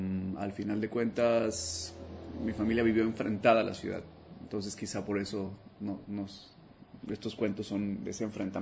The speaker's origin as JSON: {"language": "Spanish", "town": "Monterrey", "region": "Nuevo León", "country": "Mexico", "said": "Tengo varias patrias, pero soy de Monterrey."}